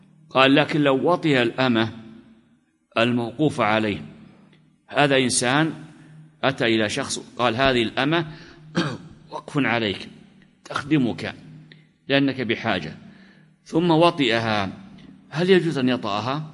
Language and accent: Arabic; Najd, Saudi Arabia; مثل عادة البلد عندنا في نجد